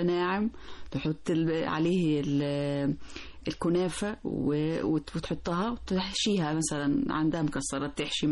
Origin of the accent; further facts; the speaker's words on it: Egypt; الدمياط عندنا في مصر